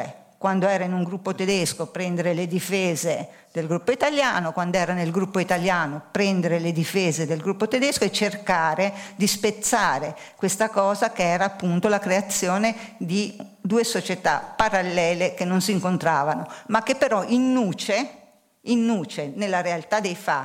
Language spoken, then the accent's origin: Italian; Bolzano, Trentino-Alto Adige, Italy; io da piccola abitavo a Bolzano, quartiere italiano Don Bosco. Ho fatto le scuole elementari di lingua tedesca, le Manzoni, che avevano due sezioni di lingua italiana e due di lingua tedesca